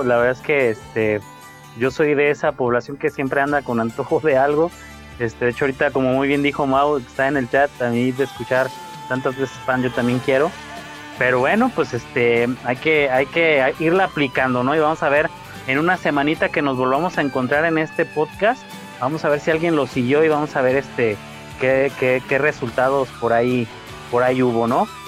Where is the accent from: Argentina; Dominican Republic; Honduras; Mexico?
Mexico; hay que reírnos, somos mexicanos y nos reímos de todo. Parte de nuestra naturaleza.